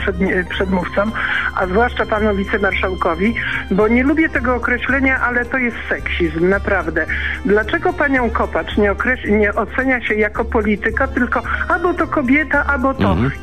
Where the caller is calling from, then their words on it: Szczecin, West Pomeranian Voivodeship, Poland; Ja ze Szczecina, z którym zaczyna powolutku śnieżek padać.